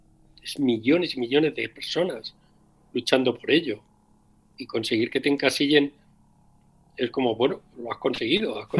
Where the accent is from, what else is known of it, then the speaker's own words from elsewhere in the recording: Castilla-La Mancha, Spain; además de que somos manchegos todos